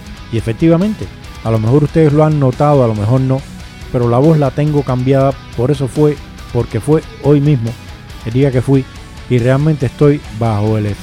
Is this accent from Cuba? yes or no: yes; Cuba; me dice la mujer que si yo soy cubano, yo le digo que sí.